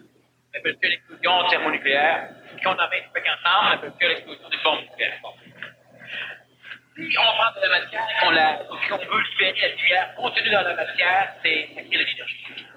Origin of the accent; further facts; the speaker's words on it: Montreal, Quebec, Canada; Je suis un Montréalais. Je suis un Québécois.